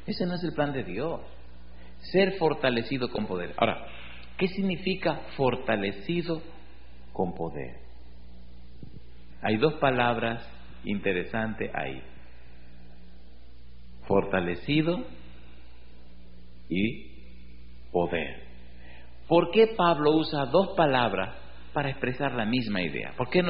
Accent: Dominican Republic; Recuerdo en mi país hay un lugar precioso, se llama Jarabacoa.

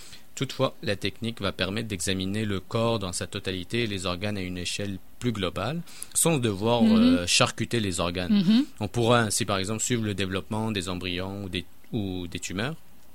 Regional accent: Canada; et ça se passe même chez nous au Canada

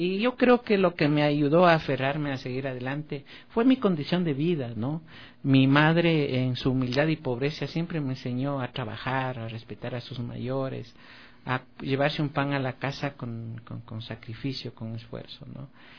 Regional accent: Baños de Agua Santa, Tungurahua, Ecuador; Como yo vivía en Baños de Agua Santa, mi ciudad natal, entonces allí hacer deportes de aventura era una odisea.

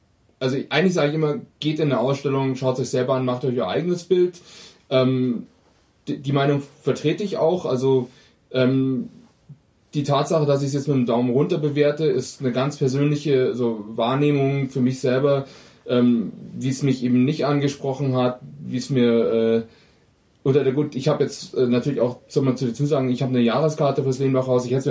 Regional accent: Germany; Das Problem ist, wir sind ja alle Deutsche, also es kann bis morgen dauern.

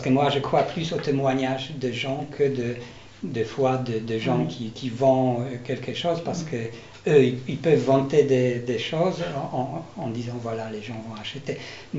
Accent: Poland; je suis polonais, et dans les années 90, en Pologne

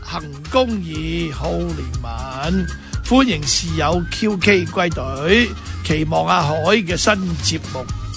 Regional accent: Hong Kong; 我們香港人很聰明的很簡單的買小杯喝完再喝

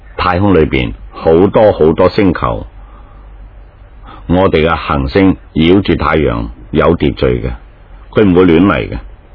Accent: China; 我们中国人经常讲忠孝全家啊

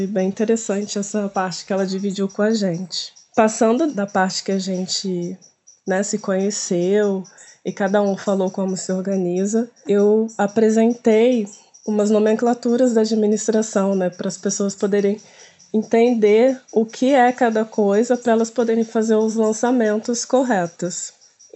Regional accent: Resende, Rio de Janeiro, Brazil; born there; now in Penedo, Brazil; que o pessoal me chama aí na …. Eu sou nascida em Resende e atualmente estou morando em Penedo, que é pertinho aqui da Serrinha.

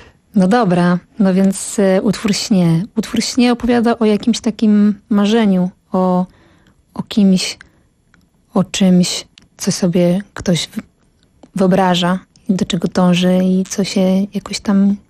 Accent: Pradła, Silesian Voivodeship, Poland; now in Kraków, Poland; ja pochodzę z Pradeł. To jest taka mała miejscowość w województwie śląskim. No a obecnie od 10 lat mieszkam w Krakowie.

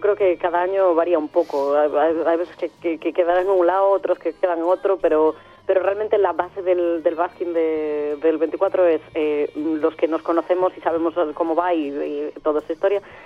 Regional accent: A Coruña, Galicia, Spain; somos de Coruña, pero somos gallegos, Coruña.

